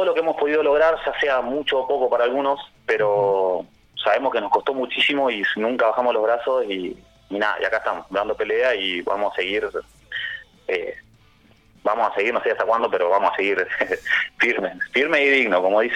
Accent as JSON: {"language": "Spanish", "town": "Choele Choel", "region": "Río Negro", "country": "Argentina", "said": "nosotros arrancamos viviendo, nosotros somos de Cholechuel, sí. Río Negro"}